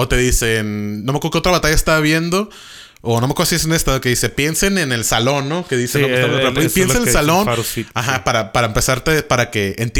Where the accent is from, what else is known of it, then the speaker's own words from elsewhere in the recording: Tijuana, Baja California, Mexico; Porque de chicos crecimos en Tijuana.